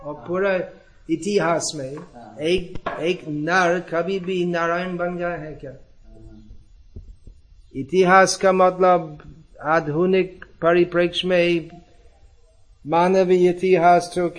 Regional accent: Gujarat, India; तापी जिला में

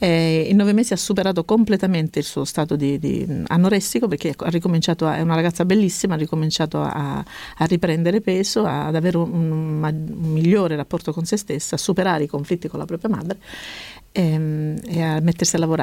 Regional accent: Cosenza, Calabria, Italy; born there; io sono nata a Cosenza.

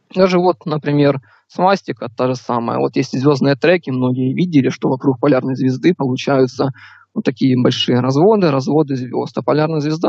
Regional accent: Ukraine; Я с Украины, мне сейчас 19 лет.

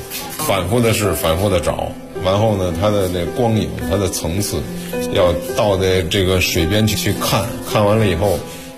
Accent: Beijing, China; 我是北京人，喜欢学习和研究诗书画印。

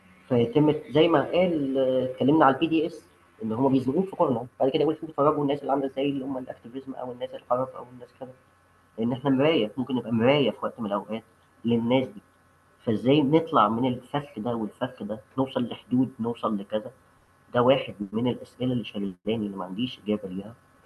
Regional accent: Egypt; وده إحنا عرفنا نعمله كمصريين أو كبلوجرز أو كناشطين عرب

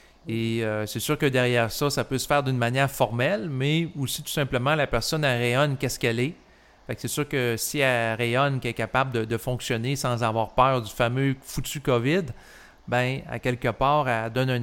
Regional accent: Quebec, Canada; on est des Québécois

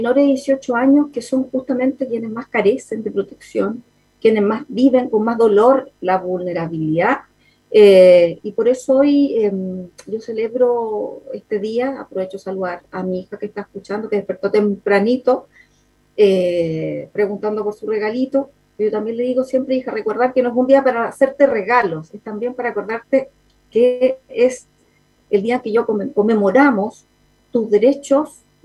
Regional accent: Chile; Como mamá, también como chilena, porque también fuimos niños

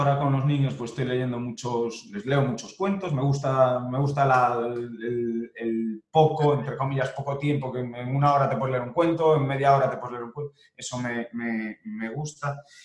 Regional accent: Cayón, Cantabria, Spain; also born or lived in La Coruña; llevo en Cayón, no, nací en La Coruña, pero mis primeros años viví en Cayón, he estado allí en la playa siempre que estaba en La Coruña. Ahora he vuelto

